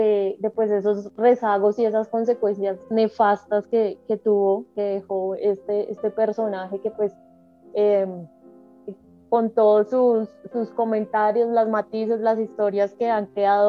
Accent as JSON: {"language": "Spanish", "region": "Bogotá", "country": "Colombia", "said": "tengo 28 años, soy de Bogotá, nacida en 1993"}